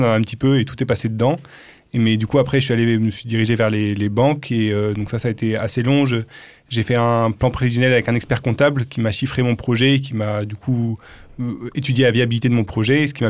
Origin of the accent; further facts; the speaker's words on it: Occitanie, France; Alors, les Pyrénées-Orientales, c'était vraiment une décision évidente pour moi. C'est là où j'ai grandi et je suis vraiment amoureux de mon pays.